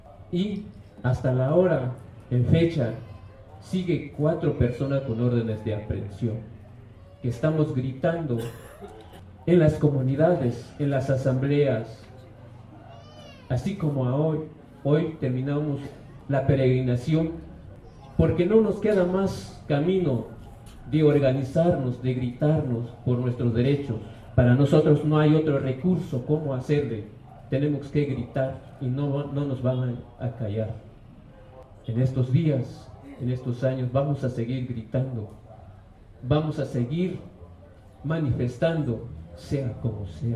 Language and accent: Spanish; Chiapas, Mexico; Yo vengo de la comunidad de Ejido Arroyo Granizo.